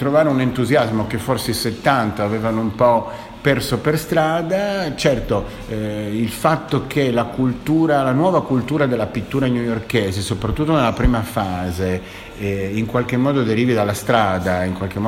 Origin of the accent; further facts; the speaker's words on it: Turin, Piedmont, Italy; io vengo da Torino.